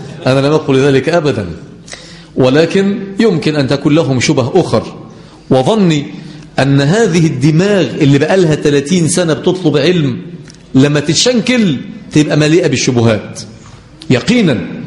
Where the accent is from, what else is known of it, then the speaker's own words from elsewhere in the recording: Egypt; احنا عندنا في مصر البراد اللي هو ايه؟ اللي بنغلي فيه المية